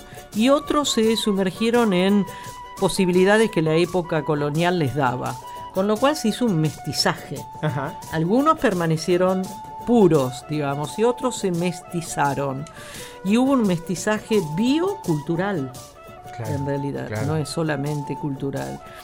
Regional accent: Argentina; Si hablamos de la búsqueda de nuestra identidad como argentino, aparecen montones, infinitas y repetidas preguntas

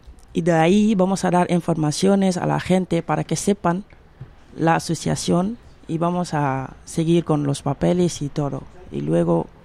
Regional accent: Senegal; Spanish is a second language; Y cuando regresé en Senegal, he visto casi la situación nunca ha

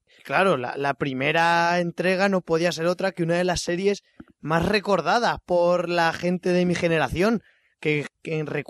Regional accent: Spain; Que es que nosotros somos españoles, no como los americanos estos.

